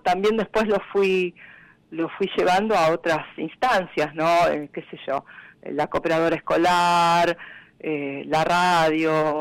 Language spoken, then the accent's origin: Spanish; Villa Dolores, Córdoba, Argentina; born there; also born or lived in Carlos Paz; Yo nací en Villa Dolores y viví en Carlos Paz desde 1979 hasta el 2013. Y cuando mis hijos eran pequeñitos me escapé de Carlos Paz y me vine para el Empalme, sí, que está a mitad de camino entre Carlos Paz y Tanti